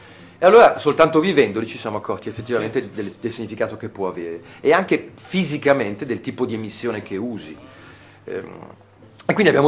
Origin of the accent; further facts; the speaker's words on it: Milan, Lombardy, Italy; moved away as an adult; io sono nato a Milano, come poi si può sentire dall'accento, ci ho vissuto fino a 23 anni.